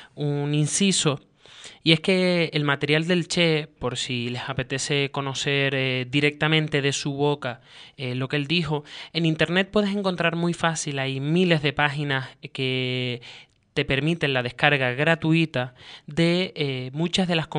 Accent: Canary Islands, Spain; hoy día como canarios y como canarias que somos, nosotros

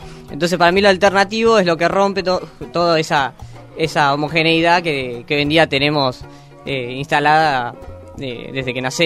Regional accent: Quilmes, Buenos Aires Province, Argentina; now in La Plata, Argentina; yo soy de Quilmes. Ajá. Y por razones de estudio estoy acá en La Plata.

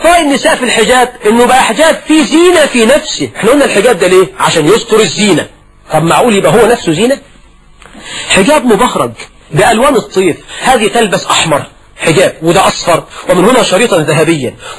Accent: Egypt; زي عندنا في مصر في الريف والصعيد،

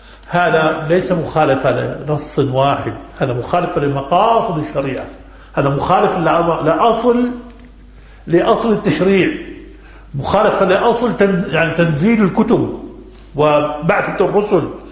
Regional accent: Jerusalem, Palestine; ثم أهل فلسطين وأنا منهم، وأنا مقدسي

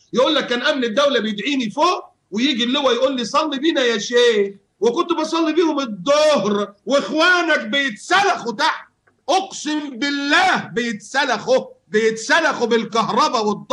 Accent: Egypt; also born or lived in United States / Bahrain / Yemen; now in Qatar; أنا كنت مشرد، مشرد من ساعة ما طلعت من مصر وعشت في أمريكا 4 سنين ورجعت في البحرين 3 سنين

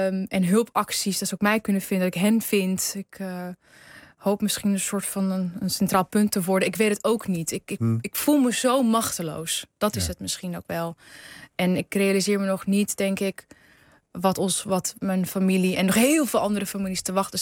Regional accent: Karsel, Hatay, Turkey; mijn familie woont, wij komen uit Karsel.

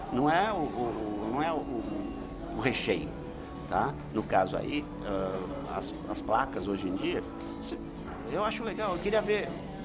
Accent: São Paulo, Brazil; nasci e fui criado aqui em São Paulo, tá, pessoal? Só para saber. Então, minha vida foi aqui. Sou um urbanoide. Desse lado. A família toda do interior, então eu sempre ia pro interior. Então, eu sou caipira, urbanoide.

